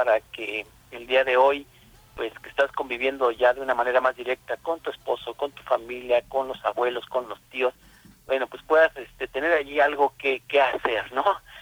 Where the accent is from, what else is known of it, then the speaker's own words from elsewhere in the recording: Valle de Chalco, State of Mexico, Mexico; yo soy de aquí, de Valle de Chalco